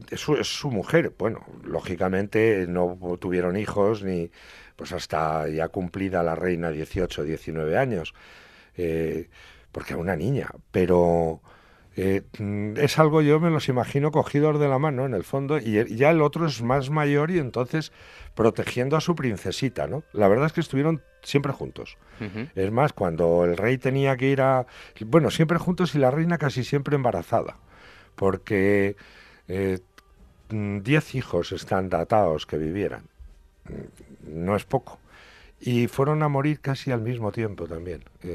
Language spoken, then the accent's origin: Spanish; Bujalaro, Castilla-La Mancha, Spain; Primero hay una tierra que yo soy del común de la tierra de Atienza, soy de Bujalaro.